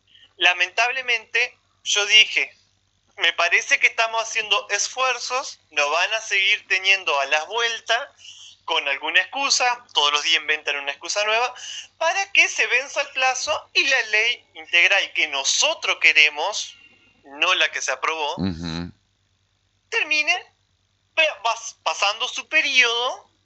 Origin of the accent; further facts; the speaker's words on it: Hernández, Entre Ríos, Argentina; Sí, soy de Hernández.